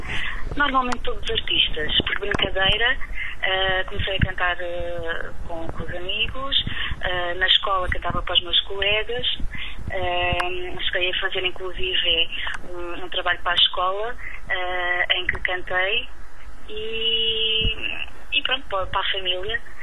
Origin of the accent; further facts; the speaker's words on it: Alentejo, Portugal; uma vez nas festas da minha aldeia, no Alentejo, sou alentejana, pedi se poderia cantar alguns temas.